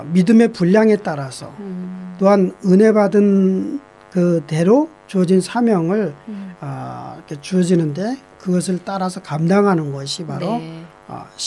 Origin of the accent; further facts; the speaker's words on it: South Korea; now in New Zealand; 사실은 굉장히 저도 한국 사람이고